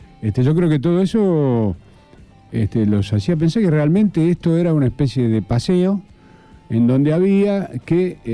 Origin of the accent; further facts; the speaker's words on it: Santa Fe, Argentina; No, yo soy santafesino, pero de todas maneras estaba acá.